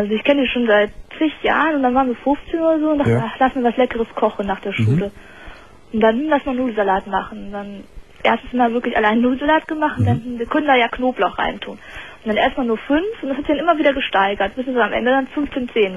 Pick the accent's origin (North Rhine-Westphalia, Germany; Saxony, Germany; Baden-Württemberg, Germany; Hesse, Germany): North Rhine-Westphalia, Germany; In der Nähe von Bonn.